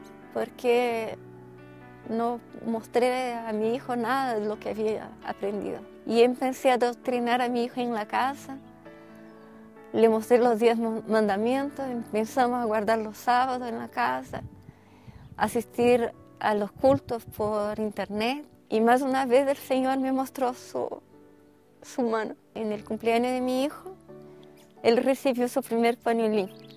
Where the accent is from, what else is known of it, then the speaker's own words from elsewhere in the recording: Curitiba, Paraná, Brazil; tengo 44 años, soy brasileña de Curitiba, Paraná. Conocí la iglesia adventista con muy temprana edad, a los 11 años de edad, a través de mi abuela.